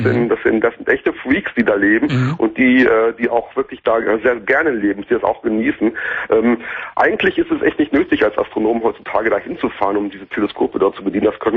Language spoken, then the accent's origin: German; North Rhine-Westphalia, Germany; Ich bin am Niederrhein groß geworden und damals war es da noch sehr, sehr duster. Ich bin da auf einem kleinen Dorf aufgewachsen.